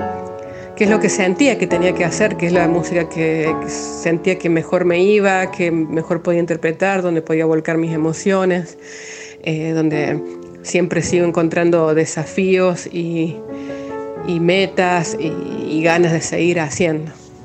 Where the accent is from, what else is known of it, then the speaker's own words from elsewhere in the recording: La Rioja, Argentina; now in La Bolsa, Argentina; Soy riojana, pero desde hace 15 años vivo en el Valle de Parabachasca, en La Bolsa más precisamente.